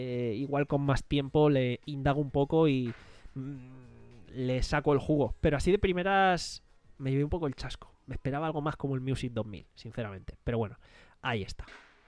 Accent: Alicante, Valencian Community, Spain; mira, soy de Alicante

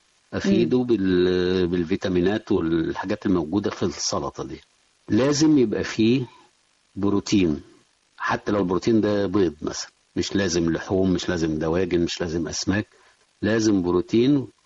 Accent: Egypt; احنا بنلاحظ هنا كمصريين كعادات يعني غذائية مصرية عندنا،

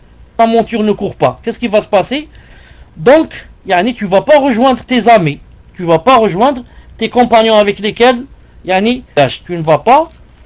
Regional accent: Algeria; je l'ai remarqué chez nous en Algérie, jamais on avait besoin de climatiseur.

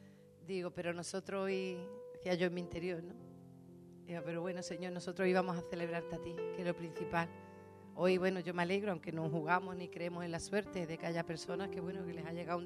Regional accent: Spain; y nosotros como españoles y como hermanos

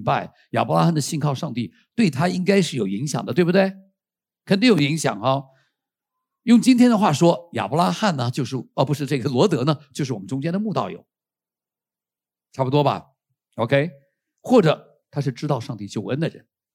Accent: Taiwan; also born or lived in United States; 我在美国的时候我是外国人，然后到这里我突然可以报复他们，他们都是外国人，我们是台湾人。

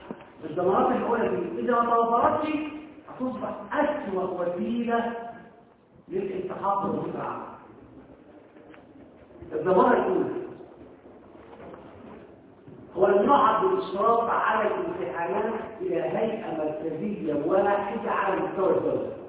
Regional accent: Egypt; الشيء اللي حدث هذا انه كان عندنا في مصر فيما قبل الثورة

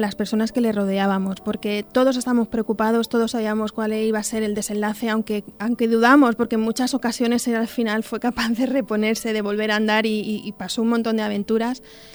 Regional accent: Talaveruela de la Vera, Extremadura, Spain; also born or lived in Madrid; now in Talavera de la Reina, Spain; nací en Madrid, me crié en la comarca de La Vera, en Talaverona de La Vera, y ahora vivo en Talavera y en Alberche también.

